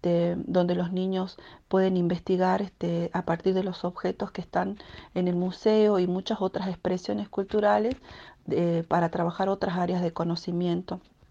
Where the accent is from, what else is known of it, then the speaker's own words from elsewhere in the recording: Hipólito Yrigoyen, Salta, Argentina; las que escuchaba cuando era niña en Hipólito Yrigoyen, donde crecí.